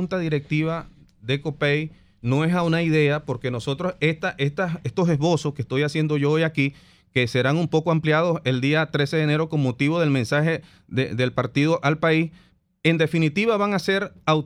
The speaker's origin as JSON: {"language": "Spanish", "country": "Venezuela", "said": "claro que Venezuela tiene un gran reto por delante y nosotros somos venezolanos"}